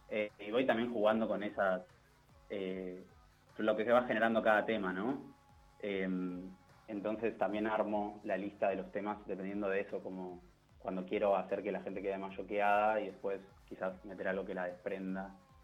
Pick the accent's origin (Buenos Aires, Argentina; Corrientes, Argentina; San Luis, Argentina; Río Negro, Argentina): Buenos Aires, Argentina; De Saavedra.